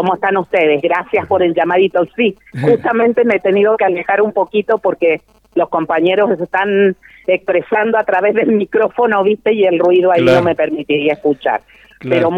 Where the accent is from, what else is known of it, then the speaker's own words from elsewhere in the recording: Chile; Porque yo soy chilena y porque mis padres, los dos eran de Valparaíso, se conocieron en Valparaíso